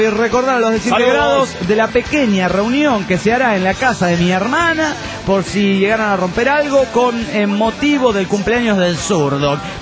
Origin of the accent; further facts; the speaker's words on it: Tuxtla, Chiapas, Mexico; de Tuxtla, Chiapas, México.